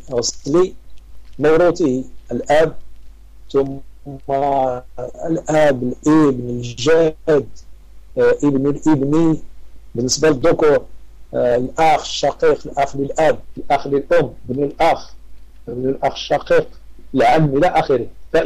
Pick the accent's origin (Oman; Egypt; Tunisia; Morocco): Morocco; تعرف العاده عندنا في المغرب تيديروا صدقه في الليل ولا في اليوم الموالي